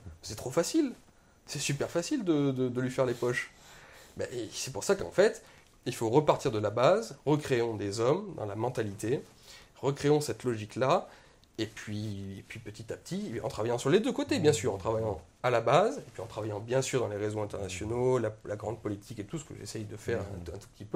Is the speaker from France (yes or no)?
yes; Auvergne-Rhône-Alpes, France; moi je suis un petit Français qui vient de la campagne, je viens d'Ardèche, toute petite ville. J'ai voyagé dans toute la France